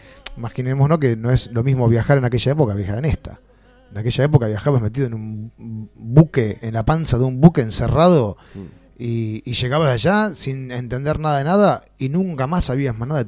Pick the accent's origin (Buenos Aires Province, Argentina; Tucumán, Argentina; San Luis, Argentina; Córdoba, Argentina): Buenos Aires Province, Argentina; Lanús; Yo no soy de ellos, yo soy de Lanús.